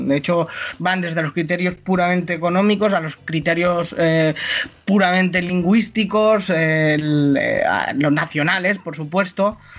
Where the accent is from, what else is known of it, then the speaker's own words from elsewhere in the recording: Catalonia, Spain; porque de hecho seguimos siendo españoles